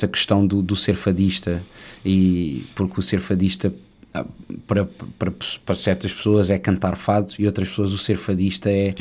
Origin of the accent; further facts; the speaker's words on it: Macau; moved away as an adult; eu sou de Macau. Uhum. Nasci em Macau em 1989, filho de pais portugueses, e estudei em Macau até aos meus 18 anos.